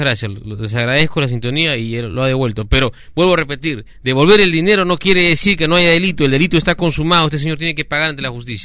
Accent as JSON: {"language": "Spanish", "country": "Peru", "said": "yo exijo a la autoridad, como ciudadano peruano"}